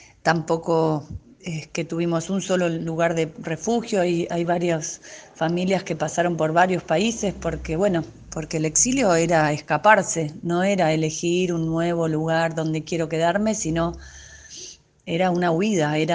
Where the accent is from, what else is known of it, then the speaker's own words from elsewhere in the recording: Mexico City, Mexico; en abril del año 77 nací yo, en un hospital del Distrito Federal, donde mis papás se instalaron muy de a poco, con mucha ayuda y con otros argentinos que vivían allá.